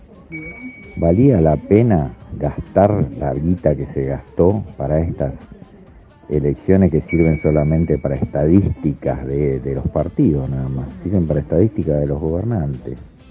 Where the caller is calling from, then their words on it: Quilmes, Buenos Aires Province, Argentina; de Quilmes, del barrio El Dorado.